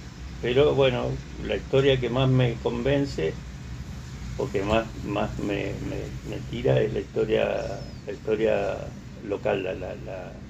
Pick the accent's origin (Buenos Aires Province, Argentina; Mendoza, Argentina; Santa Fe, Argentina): Mendoza, Argentina; San Rafael; Yo vengo de una familia, yo soy San Rafaelino, de Mendoza.